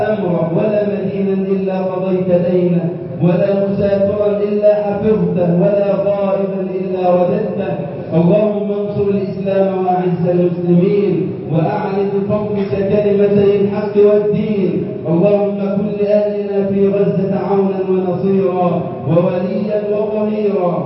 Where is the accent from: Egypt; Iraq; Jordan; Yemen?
Egypt; واجعل يا ربنا بلدنا مصر أمنا أمانا وسائر بلاد المسلمين